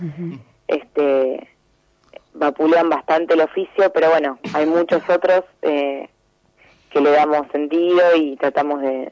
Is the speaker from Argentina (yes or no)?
yes; Lomas de Zamora, Buenos Aires Province, Argentina; yo fui a la Universidad Nacional de Lomas de Zamora, soy de Lomas, soy de la provincia de Buenos Aires también